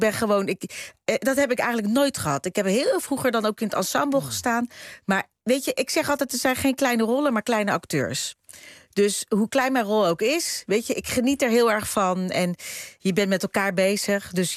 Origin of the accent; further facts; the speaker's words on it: Netherlands; accent: Dutch; En dan kwam ik met mijn Hollandse accent. Ik was me heel erg bewust. Ik kreeg een interview, ik durfde niet eens te praten. Ik schaamde me gewoon voor mijn accent.